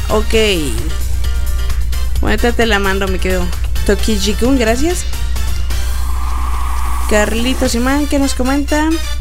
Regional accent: Mexico; Bueno, soy de México ya. Para los que no lo sabían, somos de México

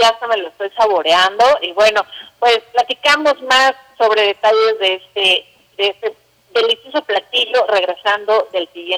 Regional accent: Mexico; es un platillo que nos representa como mexicanos, ¿no?

